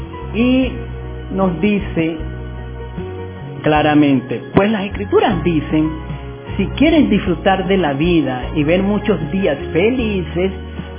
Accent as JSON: {"language": "Spanish", "town": "Caracas", "region": "Capital District", "country": "Venezuela", "tie": "born there", "said": "Soy caraquista porque nací en Caracas realmente"}